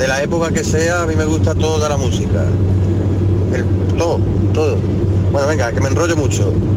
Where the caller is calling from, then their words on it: Córdoba, Andalusia, Spain; de Córdoba. 25 grados ahora mismo hace.